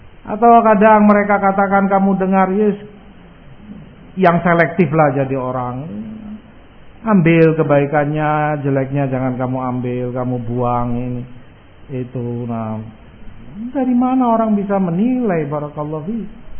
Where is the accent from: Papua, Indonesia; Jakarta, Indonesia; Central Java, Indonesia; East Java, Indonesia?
Jakarta, Indonesia; saya orang Jakarta, tahu persis Masya Allah kajiannya bagus